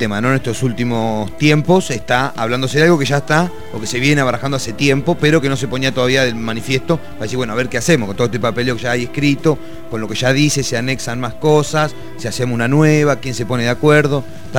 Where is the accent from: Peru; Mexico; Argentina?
Argentina; Necochea, Buenos Aires Province; yo de la costa, no de Mar del Plata, igual vengo de una ciudad que tiene un mar, una playa muchísimo más grande que la Mar del Plata, sin hacer alarde de qué ciudad es cada ciudad. Yo vengo de Necochea, pero es la costa